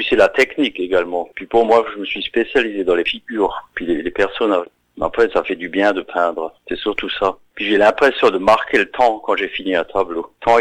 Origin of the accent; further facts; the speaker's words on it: Stiring-Wendel, Grand Est, France; à Styrin-Vandel, là d'où je viens, en Moselle, dans le 57.